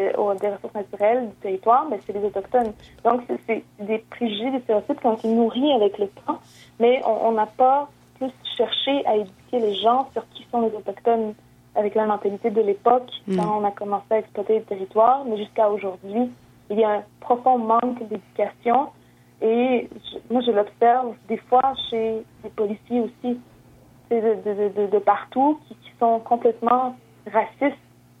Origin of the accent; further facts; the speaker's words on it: Quebec, Canada; Moi, je viens de la Côte-Nord, je me décombe, puis je l'ai vu